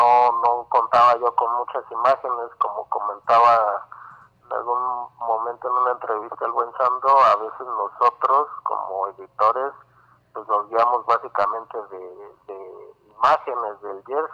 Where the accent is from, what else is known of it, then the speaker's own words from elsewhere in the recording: Mexico City, Mexico; Soy de acá de la Ciudad de México, tengo 34 años.